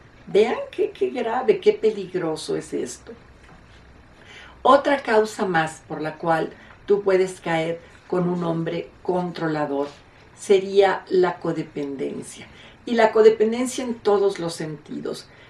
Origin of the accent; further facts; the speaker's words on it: Mexico; Aquí en mi país, en México, antiguamente nos casábamos